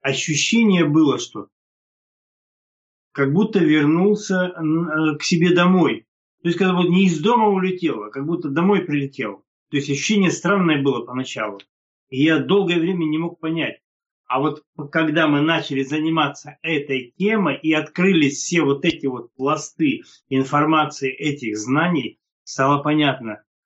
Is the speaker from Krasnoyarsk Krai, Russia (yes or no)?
yes; Krasnoyarsk, Krasnoyarsk Krai, Russia; now in United States; Первый свой приезд, когда мы впервые прилетели в Америку, это после тяжелого перелета, казалось бы, мы из Красноярска.